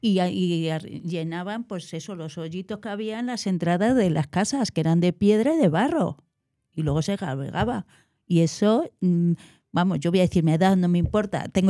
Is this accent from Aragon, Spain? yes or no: no; Segovia, Castile and León, Spain; Yo soy de Segovia.